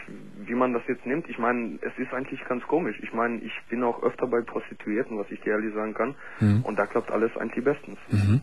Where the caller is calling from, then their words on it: Gelsenkirchen, North Rhine-Westphalia, Germany; Ich komme nämlich aus Gelsenkirchen im Ruhrpott.